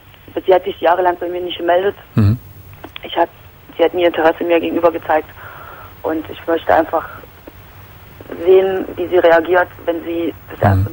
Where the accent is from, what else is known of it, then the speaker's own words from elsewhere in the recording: East Germany, Germany; weil ich komme eigentlich aus der Zone sozusagen.